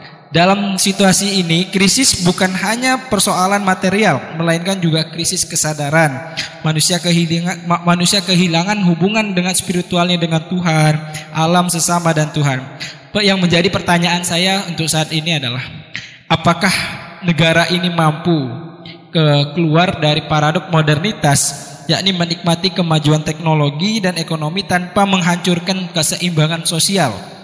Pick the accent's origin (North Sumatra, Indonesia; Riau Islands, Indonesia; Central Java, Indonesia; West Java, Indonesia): Riau Islands, Indonesia; now in Yogyakarta, Indonesia; Saya berasal dari Kepulauan Riau, ujung utara Indonesia. Saat ini saya sedang berdomisili di Yogyakarta, sedang melanjutkan pendidikan di UIN Sunan Kalijaga.